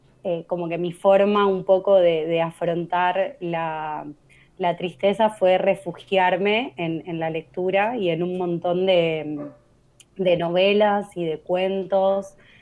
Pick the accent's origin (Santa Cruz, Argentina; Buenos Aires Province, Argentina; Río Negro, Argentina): Buenos Aires Province, Argentina; Lomas de Zamora; Me crié en Santa Marta, en Lomas de Zamora, entre Santa Marta y Villa Independencia, que son los barrios pegaditos. Y es como, bueno, soy de ahí en realidad, pero actualmente estoy viviendo en Avellaneda. Estuve en Sarandí el año pasado